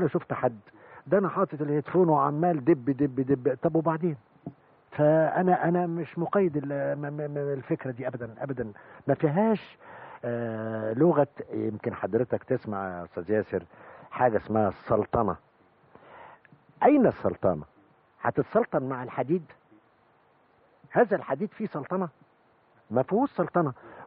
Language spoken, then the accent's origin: Arabic; Egypt; لأن إحنا كناس مصريين بصراحة، يعني نتكلم بصراحة